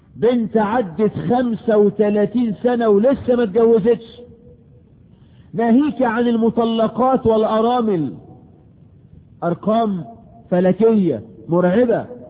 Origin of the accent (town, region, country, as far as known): Egypt